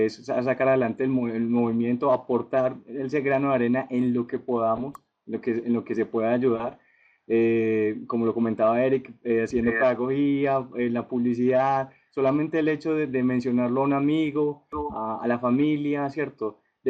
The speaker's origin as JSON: {"language": "Spanish", "country": "Colombia", "said": "hay gente aquí en mi país y hay gente también en mi ciudad que piensa de una manera similar, estamos alineados, entonces es excelente. Entonces, de una manera muy humilde, lo que les pueda colaborar con todo de parte de Colombia y aparte aquí en Manizales"}